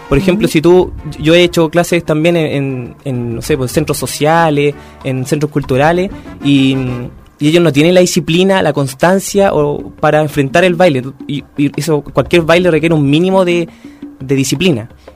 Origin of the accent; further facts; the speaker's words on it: Chile; inherentes a nuestro código genético, casi como chileno